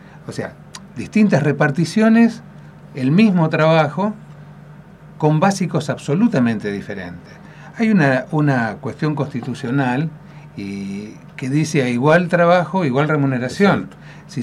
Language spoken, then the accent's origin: Spanish; Buenos Aires, Argentina; born there; Yo nací en Buenos Aires.